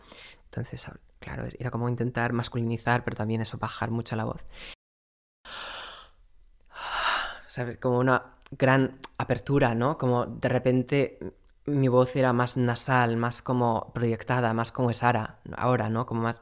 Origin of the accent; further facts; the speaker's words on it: North Carolina, United States; Spanish is a second language; Soy de Carolina del Norte, que es una zona bastante conservadora y bastante religiosa también